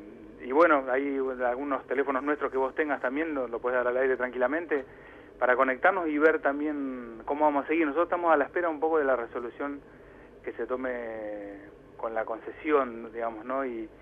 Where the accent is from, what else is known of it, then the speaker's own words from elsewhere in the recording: Castelar, Buenos Aires Province, Argentina; yo soy de acá de Castelar